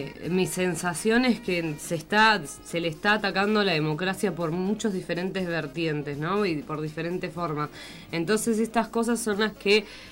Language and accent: Spanish; Argentina; mucha tristeza, mucho dolor como pueblo argentino.